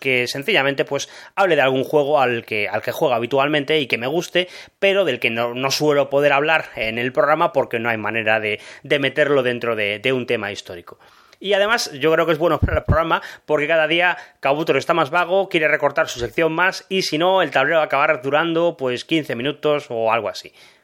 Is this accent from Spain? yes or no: yes; Málaga, Andalusia, Spain; de Málaga